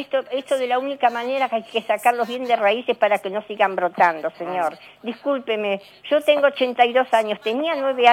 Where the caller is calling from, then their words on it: Balvanera, Buenos Aires, Argentina; de Balvanera.